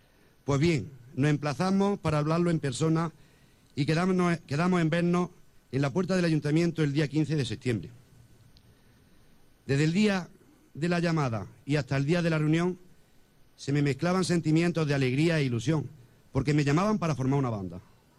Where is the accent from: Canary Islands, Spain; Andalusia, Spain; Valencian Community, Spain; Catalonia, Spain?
Andalusia, Spain; Baeza; Yo soy de Baeza, algo que ni quiero ni puedo obviar. Allí nací